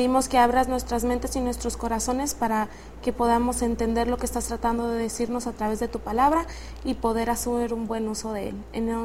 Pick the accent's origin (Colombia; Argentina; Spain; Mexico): Mexico; Sinaloa; soy de Sinaloa